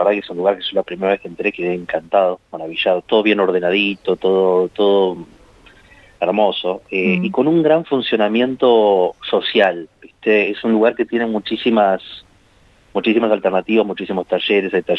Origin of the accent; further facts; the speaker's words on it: Buenos Aires, Argentina; now in Santa Rosa, Argentina; yo soy de Buenos Aires, estoy viviendo acá en Santa Rosa hace 2 años, un poco más de 2 años, y yo empecé a venir en plena pandemia, pleno 2021